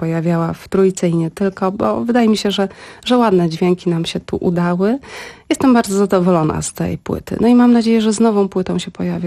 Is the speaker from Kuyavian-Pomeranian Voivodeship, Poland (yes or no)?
no; Lublin, Lublin Voivodeship, Poland; Ja mam rodzinę, jakby pochodzę z Lublina, z lubelskiego w każdym razie. Mama mieszka w Lublinie, ale się wżeniłam, mam męża z Krakowa.